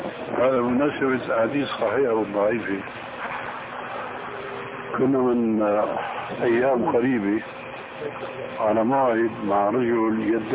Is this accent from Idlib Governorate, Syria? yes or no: no; Damascus, Damascus Governorate, Syria; هذه ناس عندنا في دمشق يعمل حلقة